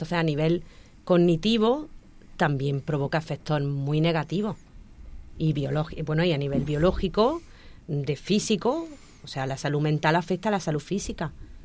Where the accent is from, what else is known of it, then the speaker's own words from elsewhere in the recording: Motril, Andalusia, Spain; yo soy de Motril, de un pueblo de Granada, y nosotros vivíamos en una zona de Motril que era muy antigua, entonces estábamos rodeados de gente muy mayor.